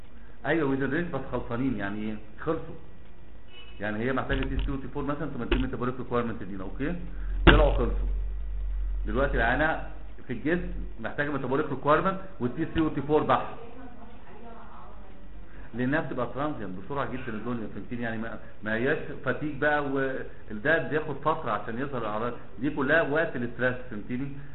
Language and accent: Arabic; Alexandria, Alexandria Governorate, Egypt; now in Cairo, Egypt; احنا اساسا من اسكندريه انا عايش في القاهره